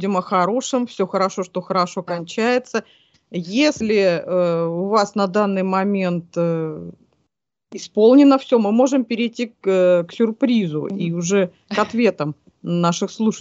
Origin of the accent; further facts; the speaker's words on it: Siberia, Russia; я согласна, как сама сибирячка, что у Сибири действительно свой секрет